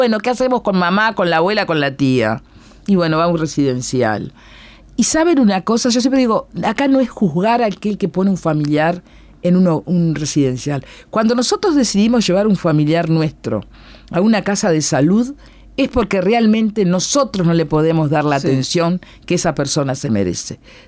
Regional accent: Cerro Largo, Uruguay; Yo soy de Cerro Largo, fuimos a Cerro Largo, pero fuimos a la localidad de Río Branco.

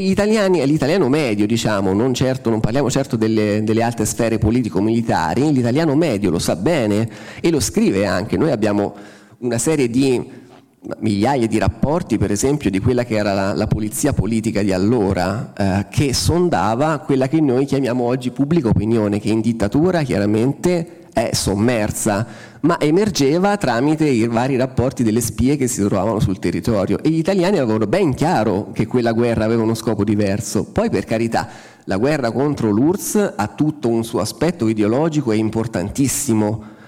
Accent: Umbria, Italy; io vengo dall'Umbria, chiaramente una regione agricola per eccellenza

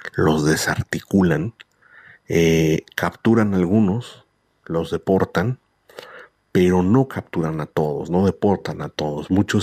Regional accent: Mexico; como los mexicanos que vivimos también situaciones muy difíciles.

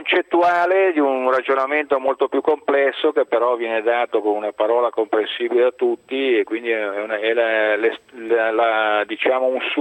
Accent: Lecco, Lombardy, Italy; io vengo da Lecco, città del Manzoni, quindi città con, diciamo, afflati culturali molto elevati.

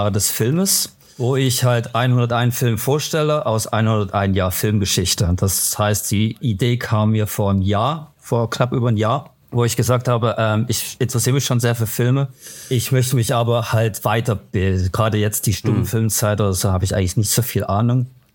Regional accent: Germany; also born or lived in United Kingdom; now in Switzerland; Würde ich gerne, aber ich bin Deutscher, so.

